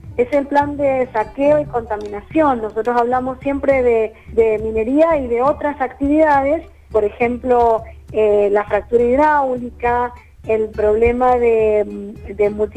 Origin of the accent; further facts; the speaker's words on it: Mendoza, Argentina; como mendocinos hemos tenido que enfrentar desde que los primeros criollos llegaron a Mendoza, distintas situaciones complejas